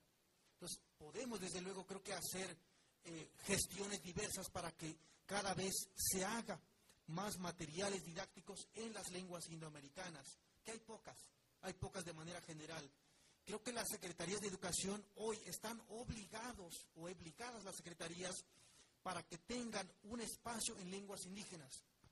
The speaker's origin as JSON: {"language": "Spanish", "country": "Mexico", "said": "nosotros, como mexicanos, somos los principalmente obligados en conocer cuanto menos una segunda lengua más."}